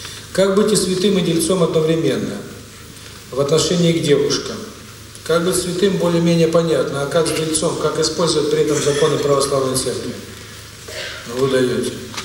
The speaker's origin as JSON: {"language": "Russian", "region": "Saint Petersburg", "country": "Russia", "also_born_or_lived": "New York, United States", "lives_now": "Moscow, Russia", "said": "проживал в Нью-Йорке. Полгода тому назад по приглашению друга москвича переехал с семьей в Москву. Все мы петербуржцы."}